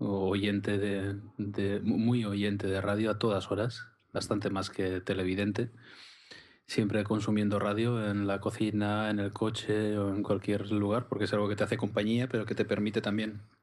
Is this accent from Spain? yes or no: yes; Mondragón, Basque Country, Spain; yo siempre he querido salir de Mondragón, al final... Trabajo en Bilbao, venía todos los días de Mondragón y, bueno, pues es mi pueblo, efectivamente, es el pueblo en el que he crecido